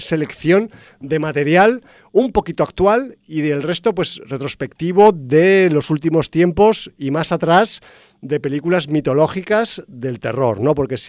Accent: Zaragoza, Aragon, Spain; en mi tierra natal pues haya gente que se esté desarrollando y se esté poniendo las pilas en el tema del cine de género

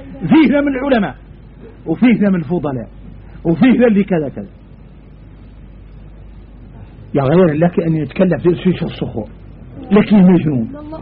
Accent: Mauritania; نرجع لبعض الشبه اللي عندنا احنا موريتاني

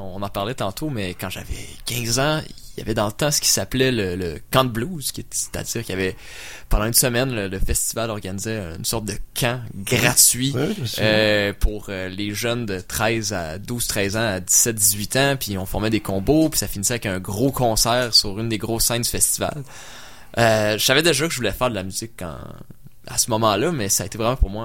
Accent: Quebec City, Quebec, Canada; je venais de Québec, tu sais, j'allais peut-être moins souvent au festival de jazz quand j'étais jeune parce que tu sais c'était quand même loin

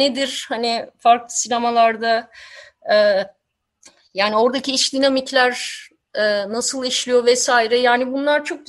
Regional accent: Istanbul, Turkey; moved away; şimdi İstanbul'da ben gençliğimi geçirdim ama 90'ların başından itibaren ayrıldım.

